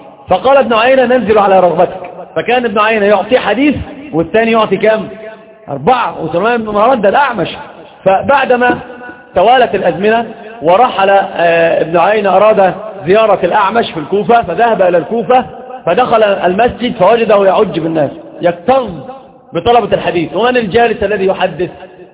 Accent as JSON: {"language": "Arabic", "country": "Egypt", "said": "سيب بورسعيد دي في القاهره يعني عندنا في مصر"}